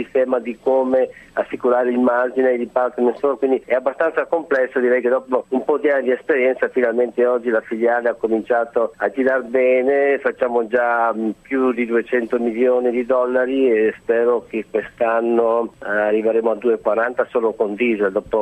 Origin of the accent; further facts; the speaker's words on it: Bruggine, Veneto, Italy; io sono nato in un paese semplice, a Bruggine, in provincia di Padova, nord-est, quindi un piccolo paese rurale. Mia famiglia aveva una fattoria, anche una bella fattoria